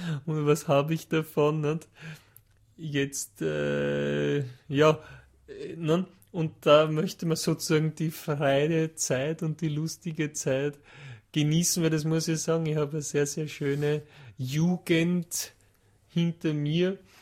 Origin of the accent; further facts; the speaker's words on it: England, United Kingdom; German is a second language; Das ist England, ja.